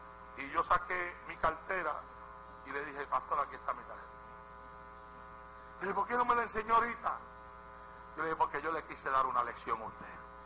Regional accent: Puerto Rico; now in United States; fue aquí en los Estados Unidos, vine a predicar de Puerto Rico acá y me invitaron a predicar en una iglesia

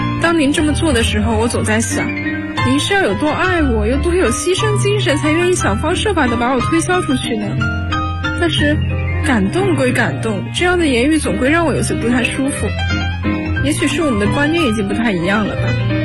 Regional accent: Xiamen, Fujian, China; now in Nanjing, China; 来自福建厦门。我在南京大学，距离我的家乡851公里。

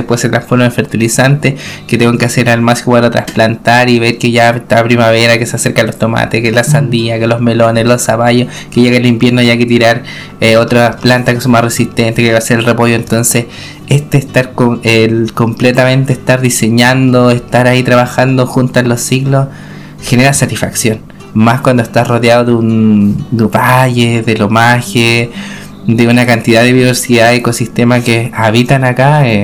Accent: San Juan de la Costa, Los Lagos, Chile; vengo de Gualmapu, Afquemapu, San Juan de la Costa, la comuna de Osorno, la región de los lagos.

